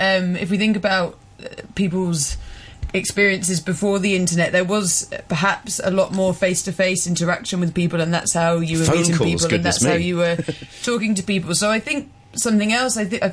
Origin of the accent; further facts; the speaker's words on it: England, United Kingdom; now in Scotland, United Kingdom; Yeah, I'm from England, but yeah. But I live in Scotland.